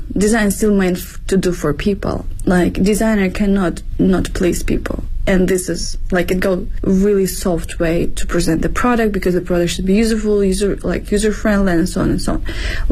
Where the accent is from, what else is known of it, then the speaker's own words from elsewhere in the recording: Ukraine; now in Beijing, China; So by my name, you can see I'm from Eastern Europe. I'm from Ukraine and in Beijing, been living for the past 9 years.